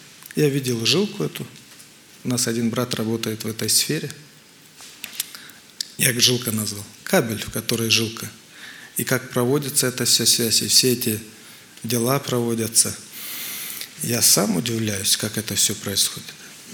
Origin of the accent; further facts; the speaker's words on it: Moldova; Я хотел купить в Украине, я сам с Молдавии, хотел в Украине купить